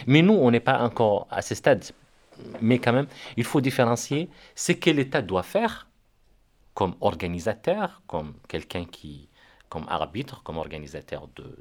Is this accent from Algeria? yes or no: no; Rosso, Trarza, Mauritania; moi je suis de Rosso ou de Wadenaga.